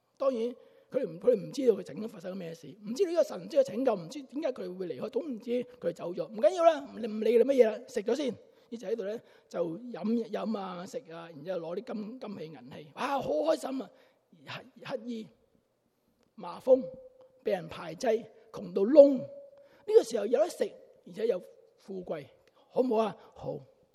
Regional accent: China; 我们中国人很有意思的

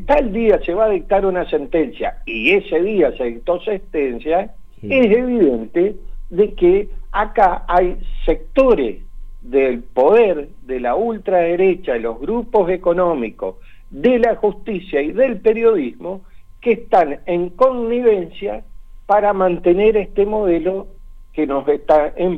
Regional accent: Argentina; que nosotros podamos decidir como argentinos cuál es el destino de nuestro país y qué país queremos.

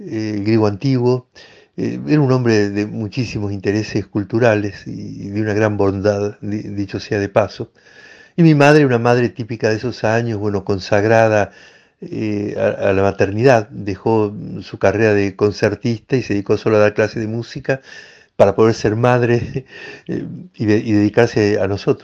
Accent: Córdoba, Argentina; Soy de Argentina, nací en la ciudad de Córdoba, la segunda del país en habitantes, una ciudad de cierta tradición colonial, colonial española, un poco diferente a lo que es Buenos Aires

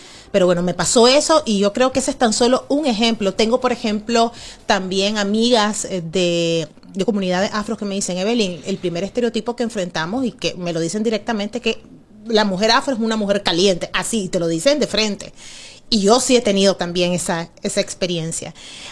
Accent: Nicaragua; born there; Cuando yo inicié en el mundo del periodismo, en el mundo de la televisión, en mi país natal, Nicaragua

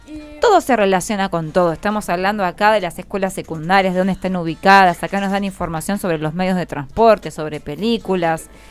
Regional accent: Santos Lugares, Buenos Aires Province, Argentina; Saben que yo soy de Santos Lugares.

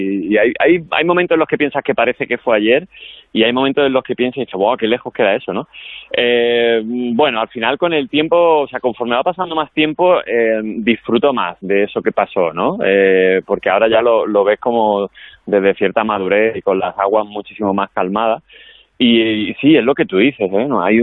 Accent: Andalusia, Spain; porque como soy andaluz

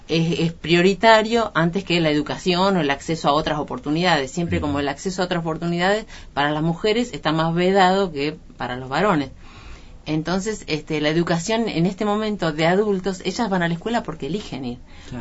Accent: San Antonio Este, Río Negro, Argentina; Yo nací en un pueblo de Río Negro, que es en la costa, que se llama San Antonio Este. Un pueblo de pescadores, de gente dedicada a la pesca.

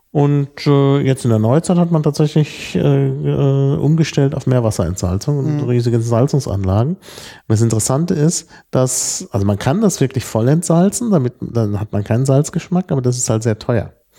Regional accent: Dortmund, North Rhine-Westphalia, Germany; Insbesondere da, wo ich aufgewachsen bin, in Dortmund.

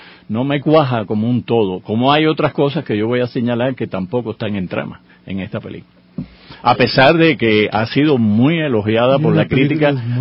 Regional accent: Cuba; Yo, que también soy cubano, no sentí esa ausencia.

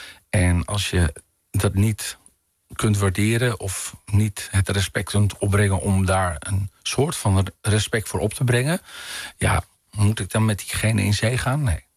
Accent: Amsterdam, North Holland, Netherlands; als ik terugdenk aan de tijd in Amsterdam-Noord en Floradorp, waar ik ben opgegroeid

